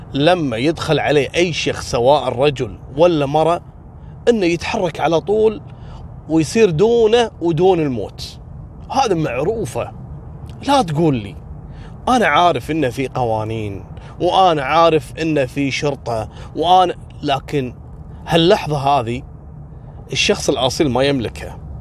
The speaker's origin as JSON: {"language": "Arabic", "country": "Kuwait", "said": "حصل عندنا في الكويت"}